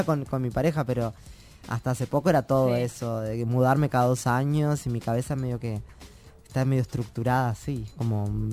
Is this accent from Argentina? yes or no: no; Tacuarembó, Uruguay; nunca la había presentado en mi pueblo, que es en Tacuarembó, en mi ciudad.